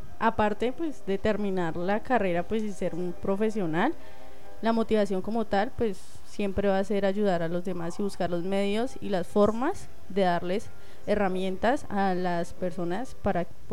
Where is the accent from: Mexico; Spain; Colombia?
Colombia; San José del Guaviare, Guaviare; Okay, yo también soy de San José del Guaviare.